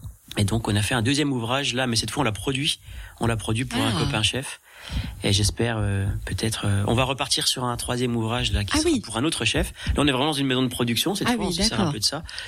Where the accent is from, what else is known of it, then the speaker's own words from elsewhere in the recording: Grand Est, France; j'essaye aussi de travailler sur le d'où je viens du département des Vosges et j'aime ça.